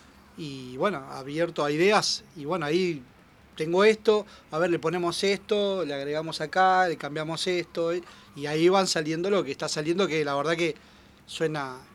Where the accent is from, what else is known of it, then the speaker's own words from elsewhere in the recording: Moreno, Buenos Aires Province, Argentina; yo soy de Moreno.